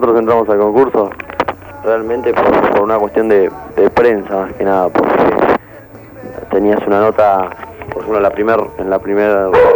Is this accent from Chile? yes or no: no; Mar del Plata, Buenos Aires Province, Argentina; algunos somos de Mar del Plata